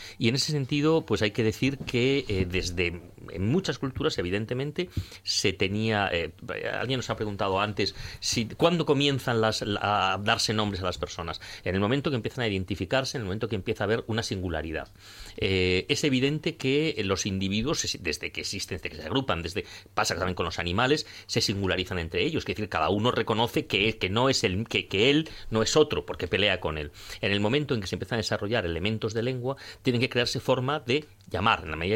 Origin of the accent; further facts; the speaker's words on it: Valladolid, Castile and León, Spain; yo he oído una vez a una señora mayor en mi pueblo, en Valladolid